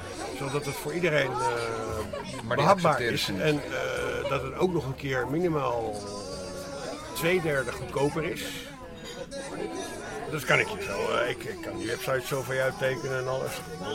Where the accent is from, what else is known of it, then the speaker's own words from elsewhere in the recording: Amsterdam, North Holland, Netherlands; born there; mijn geboortegrond is begraven onder Amsterdam Zuidoost.